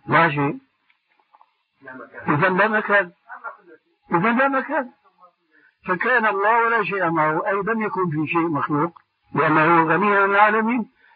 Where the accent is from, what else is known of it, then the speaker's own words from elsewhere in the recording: Syria; بده يكون كما يقولون عندنا في الشام أبحاله